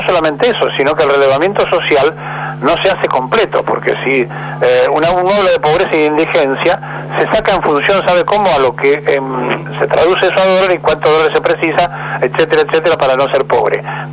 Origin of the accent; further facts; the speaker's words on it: Argentina; nos está pasando a nosotros como argentinos